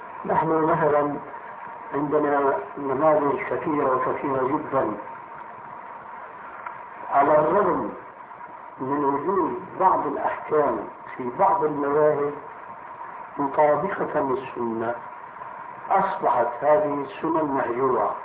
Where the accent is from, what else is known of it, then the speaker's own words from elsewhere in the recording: Damascus, Damascus Governorate, Syria; هناك عندنا في دمشق المسجد الأموي في 4 محاريب